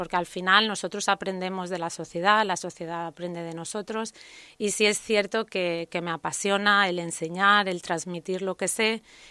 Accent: Spain; nosotros como españoles estamos muy, muy bien valorados fuera cuando vamos al extranjero

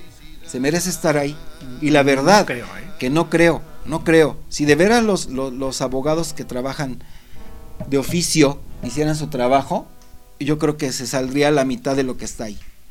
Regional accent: Mexico; como sociedad mexicana nos estaríamos pudriendo

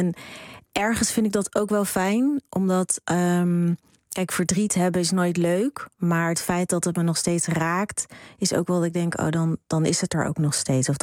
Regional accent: Rotterdam, South Holland, Netherlands; Ik ben opgegroeid in Rotterdam.

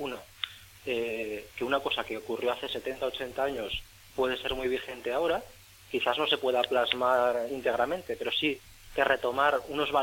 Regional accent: Huesca, Aragon, Spain; junto a un amigo, a Manuel Gómez, somos los dos de Huesca

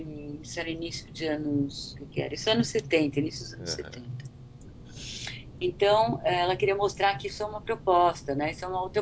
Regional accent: São Paulo, Brazil; born there; Eu nasci no Belenzinho, nasci na Zona Leste, sabe? Meus pais são imigrantes.

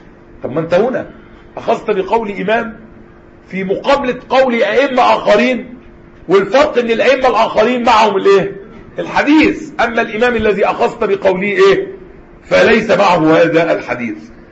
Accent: Egypt; حتى المأذون لغاية دلوقتي عندنا في مصر

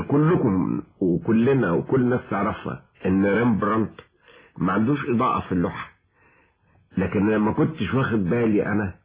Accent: Cairo, Cairo Governorate, Egypt; also born or lived in Switzerland; انا ابن مصر القديمة. التجربة دي معرفتش اكتبها طوال انا 20-30 سنة. ففجأة لقيت نفسي وانا في سويسرا رجعت لهذا الشجن

